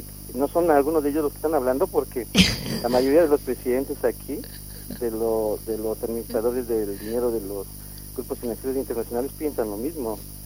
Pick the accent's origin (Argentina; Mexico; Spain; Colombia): Mexico; aunque sea barrigón y prieto y chaparrito como todo mexicano